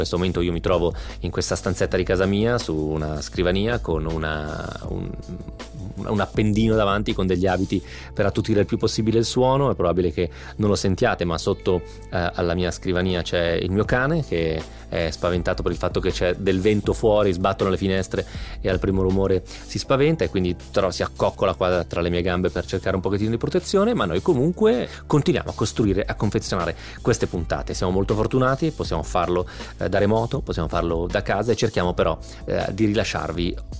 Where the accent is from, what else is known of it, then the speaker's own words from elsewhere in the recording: Romentino, Piedmont, Italy; essendo piemontese, all'epoca vivevo ancora al mio paese, a Romentino, in provincia di Novara, frequentavo Novara, era la città più grande che frequentavo